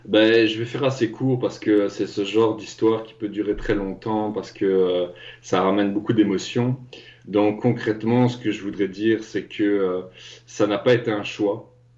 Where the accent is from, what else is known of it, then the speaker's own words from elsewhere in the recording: Belgium; il a fallu, en fait, concrètement, que mon père me renvoie dans mon pays d'origine, parce que je dois dire que j'étais en Afrique. Et donc, il m'a ramené dans mon pays d'origine en Belgique.